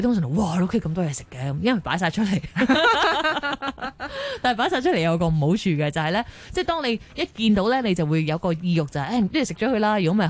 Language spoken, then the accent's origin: Cantonese; China; 因为你知我哋中国人有时都会觉得好燥热啊